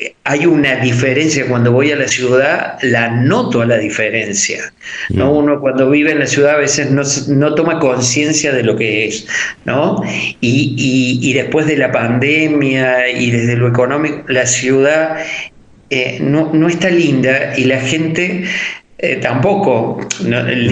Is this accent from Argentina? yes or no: yes; Córdoba, Argentina; soy artista, soy cordobés, soy escultor